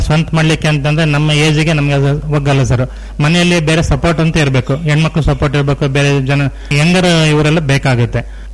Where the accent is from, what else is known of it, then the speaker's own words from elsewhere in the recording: Honnamaradi, Karnataka, India; ನಾನು 92ಕ್ಕೆ ನಮ್ಮ ಹೊನ್ನಮರಡಿ ಗ್ರಾಮಕ್ಕೆ ಬಂದೆ. ಅದಕ್ಕಿಂತ ಮುಂಚೆ ನೌಕರಿ ಮಾಡ್ತಾ ಇದ್ದೆ.